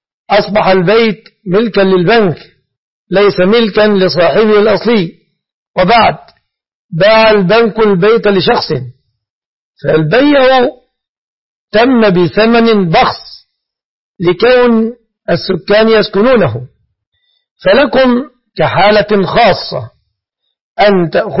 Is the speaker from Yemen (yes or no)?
no; Egypt; فلا أعلم في بلادنا مصر بنكا إسلاميا